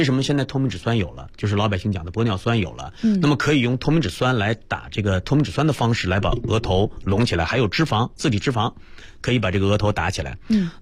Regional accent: Northeast China, China; 白灵你也是东北人，我也是东北人啊。

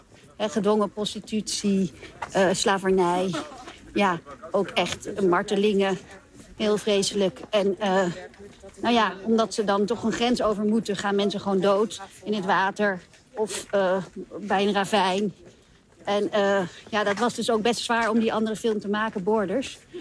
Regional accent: Mali; also born or lived in Chad; ik ben ook opgegroeid in Mali en Tjaad zelf.

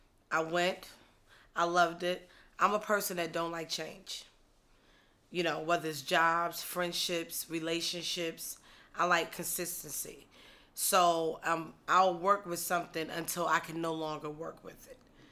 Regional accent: North Carolina, United States; Like I said, I'm from North Carolina.

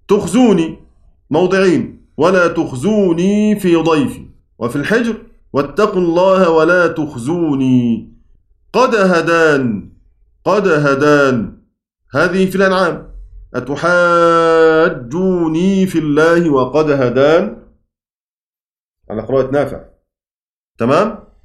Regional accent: Egypt; accent: Egyptian; زي ما احنا بنقول كده بلهجتنا المصرية

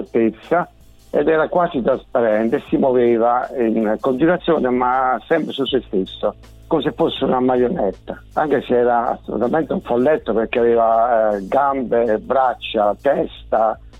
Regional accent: Apulia, Italy; born there; Sì sì, sono nato in Puglia.

